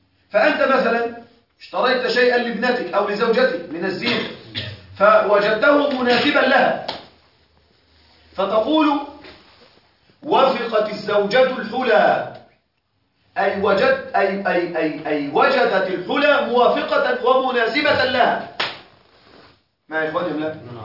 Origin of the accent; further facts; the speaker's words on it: Egypt; عندنا في مصر أكلة مشهورة جدا تسمى الكوارع